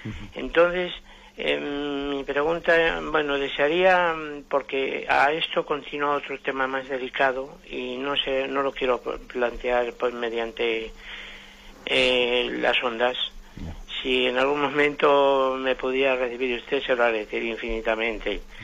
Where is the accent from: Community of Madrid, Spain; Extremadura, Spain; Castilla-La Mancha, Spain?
Community of Madrid, Spain; Madrid; yo soy de Madrid, mire, luego le digo el motivo